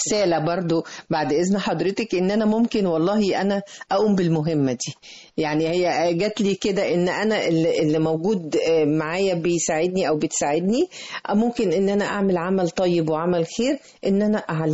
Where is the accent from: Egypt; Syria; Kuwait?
Egypt; بيحزني كثيرا أني أنا في بلدي مصر حبيبتي